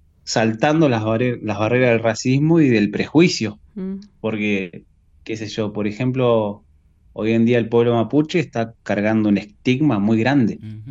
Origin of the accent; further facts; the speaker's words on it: Maquinchao, Río Negro, Argentina; yo soy de Maquinchao, de la provincia de Río Negro. Estoy a más de 1000 kilómetros de Buenos Aires.